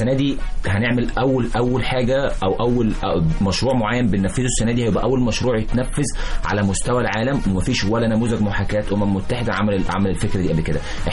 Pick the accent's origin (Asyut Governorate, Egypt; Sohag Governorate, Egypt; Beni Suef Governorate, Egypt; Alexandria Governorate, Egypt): Sohag Governorate, Egypt; Sohag; انا من الصعيد من سوهاج بالتحديد. فانا بنزل نزلت هناك كذا مره